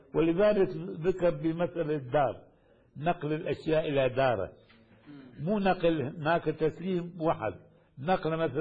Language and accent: Arabic; Baghdad, Baghdad Governorate, Iraq; مثل كما عندنا في بغداد. يعني إلى الآن كنت أتذكر هذا